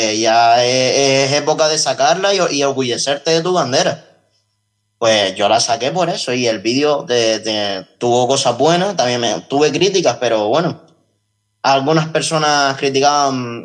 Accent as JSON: {"language": "Spanish", "region": "Canary Islands", "country": "Spain", "said": "el Frente Patriótico Canario se llama así porque somos patrióticos y somos canarios"}